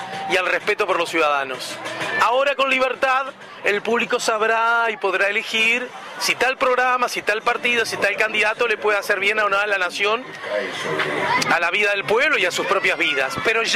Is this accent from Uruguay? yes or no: yes; Uruguay; Soy uruguayo, pero amo, respeto a la hermana República Argentina y a sus habitantes.